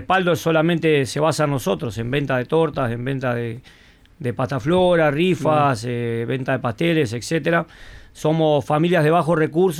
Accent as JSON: {"language": "Spanish", "region": "Paysandú", "country": "Uruguay", "said": "En ese entonces vinimos de allá del norte, vinimos de Paysandú, Salto y Artigas"}